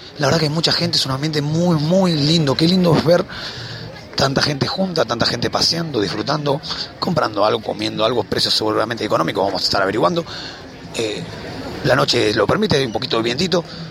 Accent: Argentina; Y somos argentinos, ¿no? Con la soga al cuello aún resistimos

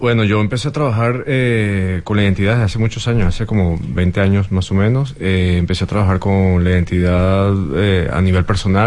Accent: Caracas, Capital District, Venezuela; la ciudad de Caracas, que es de donde vengo, no siempre que sí meto, pero viví en Caracas siempre.

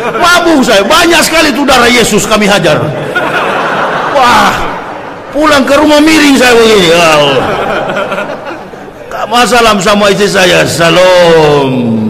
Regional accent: Manado, North Sulawesi, Indonesia; Coba buka kampung halaman saya Manado, beda dengan Sumatera Utara.

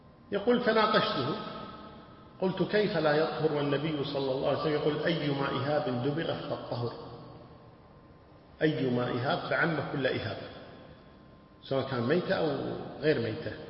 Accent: Buraydah, Al-Qassim, Saudi Arabia; يعني حنا الحين حنابلة وكذا خشيط، ويحسن أنه حنا من بريدة.

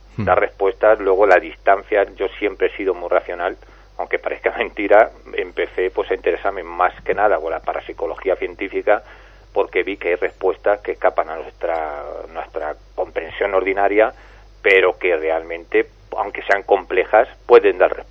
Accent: Toledo, Castilla-La Mancha, Spain; Era un antiguo caserón que estaba cerca de la Plaza de Toros de Toledo.

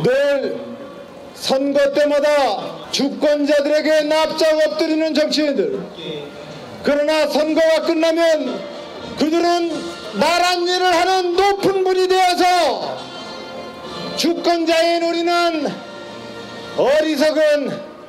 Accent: South Korea; born there; 저는 대한민국에서 태어난 것이 자랑스럽습니다.

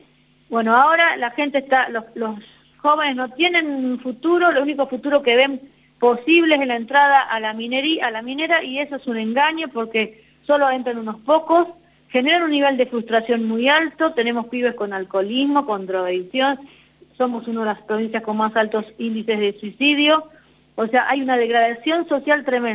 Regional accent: Pamatanca, Catamarca, Argentina; Yo soy de Pamatanca, Santa María

